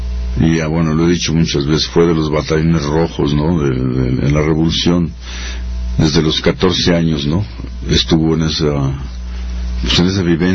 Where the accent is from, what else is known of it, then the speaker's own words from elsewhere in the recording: Mexico City, Mexico; en un barrio proletario. Nací en la Guerrero, pero luego me fui a la Plutarco Elías Calles